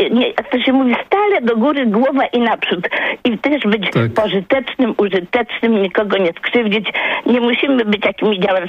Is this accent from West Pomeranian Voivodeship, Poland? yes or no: no; Warsaw, Masovian Voivodeship, Poland; Mieszkam teraz pod Płockiem, a jestem z Warszawy, z dziada, pradziada.